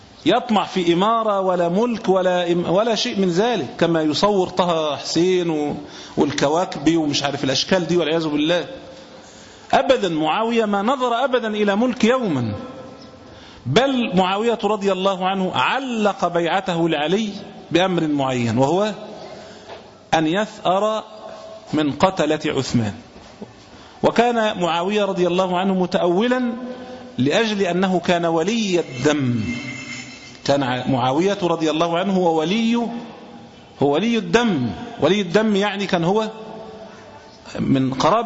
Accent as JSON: {"language": "Arabic", "country": "Egypt", "said": "مش إحنا زي عندنا في مصر كده"}